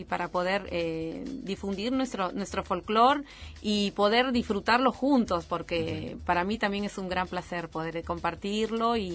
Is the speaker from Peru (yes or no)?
yes; Lima, Peru; mi verdadero amor es música de la costa peruana, porque soy de Lima, que es justamente de la costa.